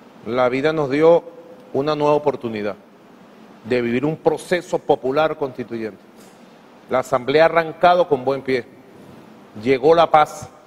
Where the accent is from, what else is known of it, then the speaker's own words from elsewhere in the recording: Caracas, Capital District, Venezuela; Soy muy caraqueño en eso.